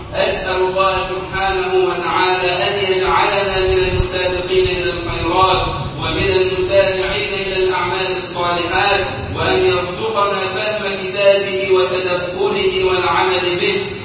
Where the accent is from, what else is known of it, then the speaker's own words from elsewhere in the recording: Egypt; اللهم اجعل بلدنا مصر أمنا أمانا وسائر بلاد المسلمين